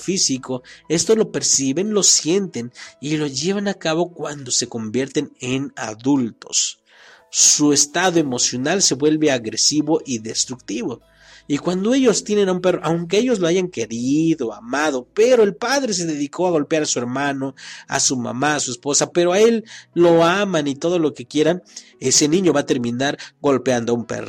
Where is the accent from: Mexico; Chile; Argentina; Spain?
Mexico; ni para nosotros como mexicanos.